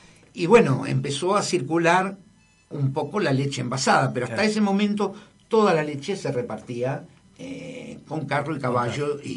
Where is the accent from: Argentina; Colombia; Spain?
Argentina; Buenos Aires; yo me crié en Barraca y La Boca. Mi barrio es Barraca y La Boca, o sea, estuve muchos años en Barraca y La Boca.